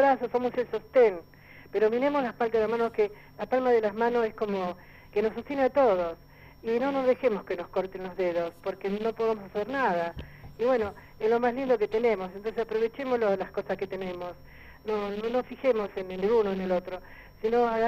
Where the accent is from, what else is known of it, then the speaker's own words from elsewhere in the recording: Chaco, Argentina; born there; no, yo nací en el Chaco.